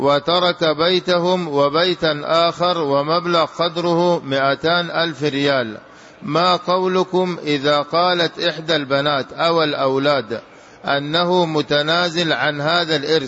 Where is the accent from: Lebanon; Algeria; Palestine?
Algeria; نحن رجلان من الجزائر